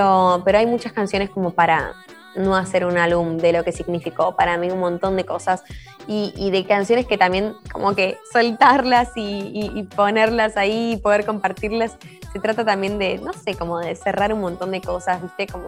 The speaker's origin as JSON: {"language": "Spanish", "country": "Argentina", "said": "porque soy argentina"}